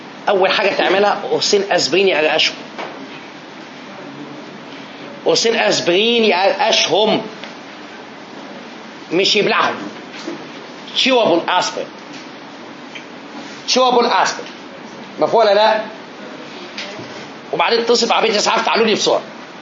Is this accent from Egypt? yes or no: yes; Egypt; moved away as an adult; now in New York, United States; عشان جاي من مصر نفسي صعبت عليا بجد.